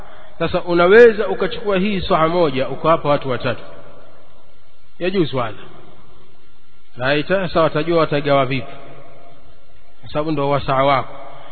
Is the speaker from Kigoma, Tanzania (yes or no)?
yes; Kigoma, Tanzania; ama ziko sehemu zingine kama nyumbani kwetu Kigoma ni ugali, unga raita.